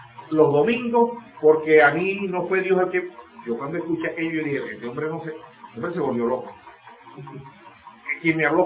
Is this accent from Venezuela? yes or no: yes; Maracaibo, Zulia, Venezuela; yo lo digo porque en Maracaibo, yo vengo de Maracaibo, ¿ok?